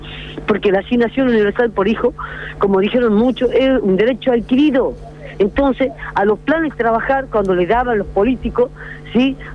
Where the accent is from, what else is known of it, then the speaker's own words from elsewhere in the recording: Argentina; si supuestamente nosotros estamos dentro del territorio argentino, somos argentinos también